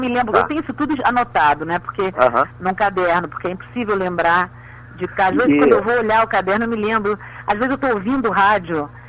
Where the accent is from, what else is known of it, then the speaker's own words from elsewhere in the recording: Rio de Janeiro, Brazil; born there; no Penha, no subúrbio do Rio de Janeiro, meus pais moravam em cima do Cine Vaz Lobo